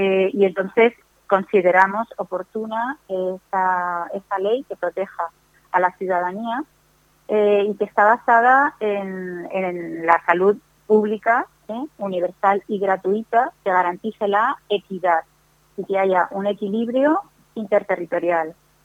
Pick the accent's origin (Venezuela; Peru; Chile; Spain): Spain; todos somos españoles en la Constitución